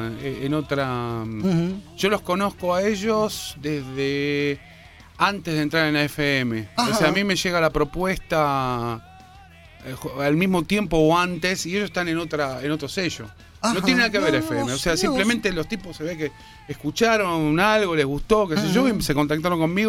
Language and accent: Spanish; Argentina; yo soy argentino